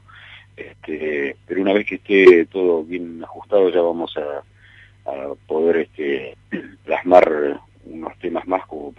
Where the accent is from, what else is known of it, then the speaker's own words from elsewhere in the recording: Puerto Madryn, Chubut, Argentina; born there; Soy nacido en Madryn